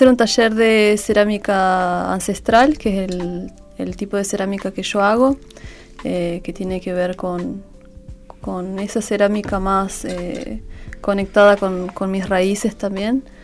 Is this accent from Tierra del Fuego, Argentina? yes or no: no; Viedma, Río Negro, Argentina; moved away as an adult; also born or lived in Buenos Aires / La Plata; now in Florianópolis, Brazil; Soy de acá, soy de Viedma, viví hasta los 18. Después, bueno, me fui a vivir a Buenos Aires, a La Plata. Y después, 2015, me fui para Brasil. Y vivo allá, en Florianópolis.